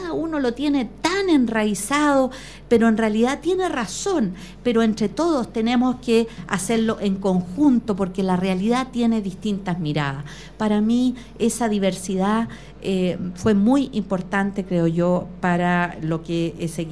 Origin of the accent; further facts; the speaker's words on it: Osorno, Los Lagos, Chile; born there; now in Puente Alto, Chile; yo soy nací en el sur, en Osorno, en 1953. En realidad, soy de una familia que viene de más al sur aún. Mi padre era chilote, pero somos como los chilotes y sureños migrantes